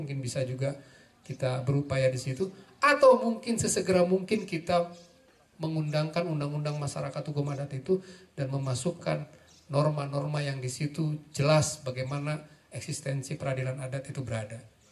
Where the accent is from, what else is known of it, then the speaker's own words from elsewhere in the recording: Java, Indonesia; Saya ketika di Aceh pun orang kaget, saya orang Jawa.